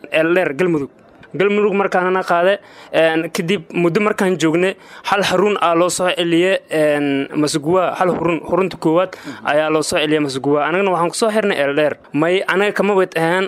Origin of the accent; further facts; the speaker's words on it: Mogadishu, Banaadir, Somalia; waxaan ka imid magaalada Muqdisho gaar ahaan eelasha biyaha Arbow